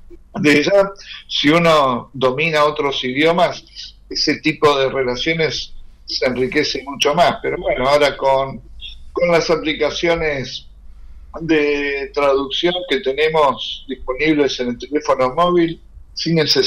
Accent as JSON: {"language": "Spanish", "country": "Argentina", "said": "sean del mismo país como nuestro, Argentina, o de otros países"}